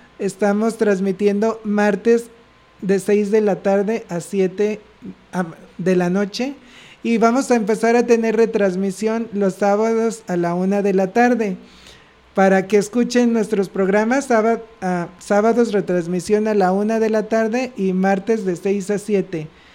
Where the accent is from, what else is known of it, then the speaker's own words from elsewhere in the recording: Mexico; nosotros como mexicanos tenemos un gran, digamos, una gran riqueza cultural